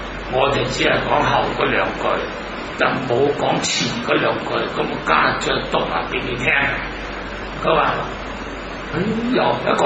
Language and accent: Cantonese; Hong Kong; 咁我都系香港人啦